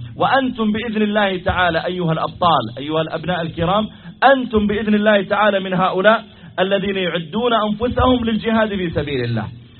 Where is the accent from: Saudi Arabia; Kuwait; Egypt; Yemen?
Saudi Arabia; وهل الصلاة خاصة بنا نحن الذين جئناكم من السعودية؟